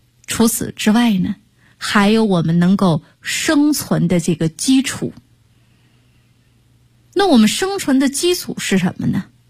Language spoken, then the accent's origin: Chinese; China; 我想跟我们全国的朋友们，我们共同跟大家谈一谈，聊一聊我们中国人的饮食文化